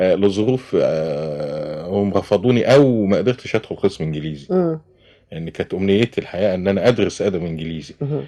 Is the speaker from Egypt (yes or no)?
yes; Kafr El Sheikh, Kafr El Sheikh Governorate, Egypt; also born or lived in Tanta; كانت أسرة والدتي هناك، واتولدت في بيتهم في شارع الحلو، وبعدين كبرت شوية فأخدني والدي لكفر الشيخ اللي هي موطن الأصلي.